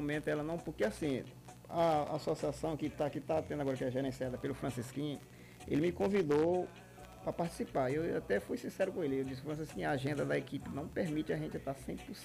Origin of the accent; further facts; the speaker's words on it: Timon, Maranhão, Brazil; A primeira vez que nós saímos de Timon foi Floriano.